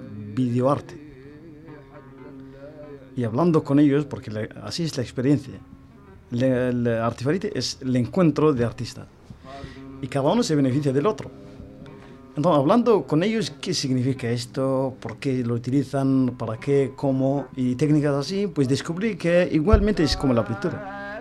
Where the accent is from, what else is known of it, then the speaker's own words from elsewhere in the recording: Western Sahara; mi gran ilusión es ver a mi pueblo en su tierra. Volver a Layún, a Smara, a Dakhla, a Bujdur